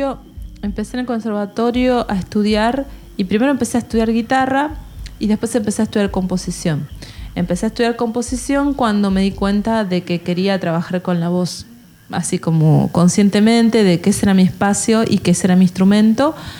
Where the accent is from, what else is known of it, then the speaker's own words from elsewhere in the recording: Argentina; en realidad yo soy argentina